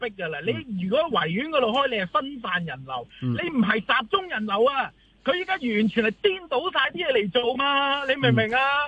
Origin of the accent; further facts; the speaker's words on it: Hong Kong; 年宵花市咧系我哋香港人一年一度嘅